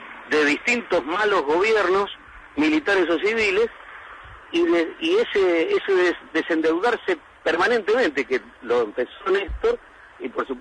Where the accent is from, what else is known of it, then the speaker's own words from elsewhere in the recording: Río Gallegos, Santa Cruz, Argentina; yo soy de Río Gallegos, nos conocemos casi todos. Ahora no tanto porque la ciudad está creciendo